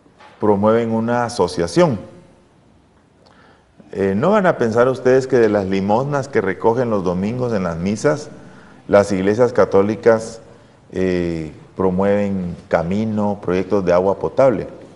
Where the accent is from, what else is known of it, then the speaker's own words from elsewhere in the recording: Guatemala; yo soy chapín, hermanos, ¿verdad? ¿Ya? Yo soy chapín.